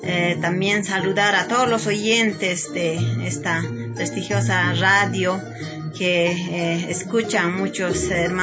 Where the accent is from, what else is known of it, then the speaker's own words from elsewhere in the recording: Oruro, Bolivia; Yo soy de Oruro, soy una mujer indígena, aymara, soy de la frontera entre Bolivia y Chile, del Cerro Nevado de Sajama.